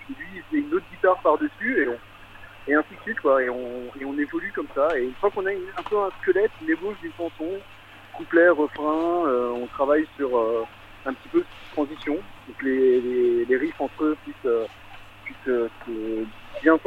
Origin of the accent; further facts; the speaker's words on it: Strasbourg, Grand Est, France; Moi, je suis de Strasbourg